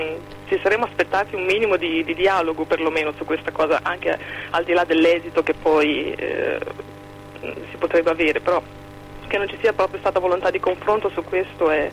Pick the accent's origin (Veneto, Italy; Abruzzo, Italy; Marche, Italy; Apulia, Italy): Marche, Italy; Vidi Editore che è un piccolo ma validissimo editore marchigiano della mia terra di origine